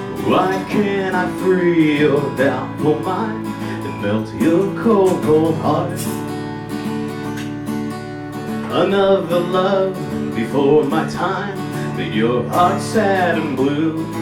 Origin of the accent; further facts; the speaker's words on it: Staten Island, New York, United States; As Dennis said, I'm from Stapleton, born and raised on Jackson Street.